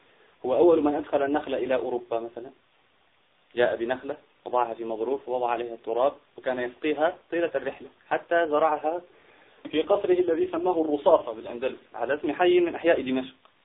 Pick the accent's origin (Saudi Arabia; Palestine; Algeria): Algeria; عندنا في الجزائر